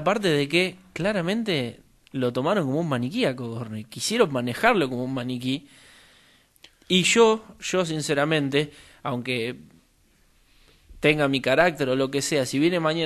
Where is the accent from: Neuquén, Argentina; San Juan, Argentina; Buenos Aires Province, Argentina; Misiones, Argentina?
Buenos Aires Province, Argentina; Mar del Plata; yo, bueno, soy de Mar del Plata